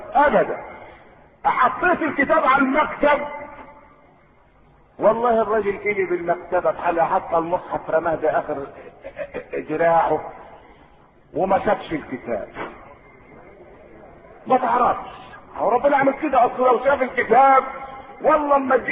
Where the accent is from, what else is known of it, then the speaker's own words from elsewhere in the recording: Egypt; احنا مسلمين ومصريين زي بعض احنا مصريين